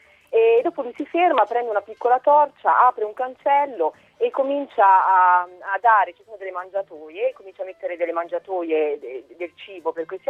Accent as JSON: {"language": "Italian", "region": "Tuscany", "country": "Italy", "moved": "yes", "said": "dalle mie parti in Toscana"}